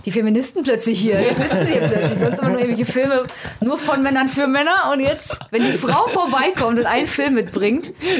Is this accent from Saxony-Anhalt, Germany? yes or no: no; North Rhine-Westphalia, Germany; now in Cologne, Germany; Ich komme aus dem Ruhrgebiet. Ursprünglich, ich wohne in Köln. Ich bin aber im Ruhrgebiet aufgewachsen.